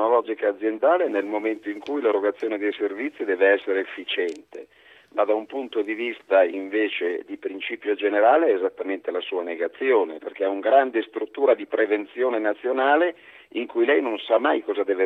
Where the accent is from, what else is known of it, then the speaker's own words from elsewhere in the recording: Brescia, Lombardy, Italy; Io sono un dipendente, sono di Brescia